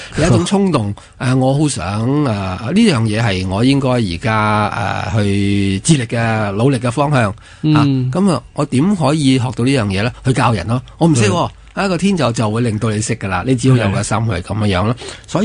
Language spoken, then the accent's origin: Cantonese; China; 原来打坐我哋中国人都有2000几年嘅历史啦